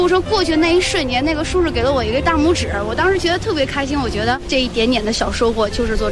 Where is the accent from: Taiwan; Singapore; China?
China; Jiangsu; now in Beijing, China; 今年21岁，来自江苏，